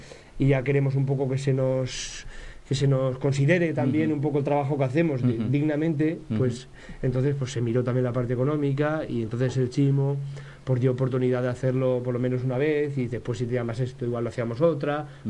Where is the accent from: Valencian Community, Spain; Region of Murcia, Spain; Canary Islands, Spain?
Valencian Community, Spain; Buñol; los que somos de Buñol también nos une la historia cultural del pueblo.